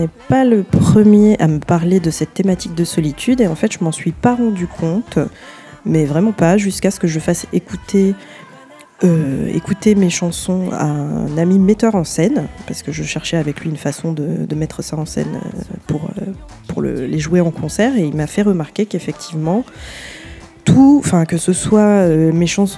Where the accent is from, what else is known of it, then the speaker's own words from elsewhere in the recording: Martinique; J'ai grandi en Martinique, donc j'ai grandi avec … à la radio, et à la maison, on avait plus